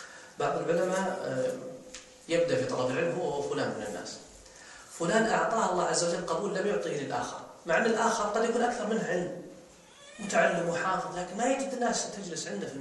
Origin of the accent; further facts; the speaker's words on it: Saudi Arabia; في الخليج مثلا عندنا في السعودية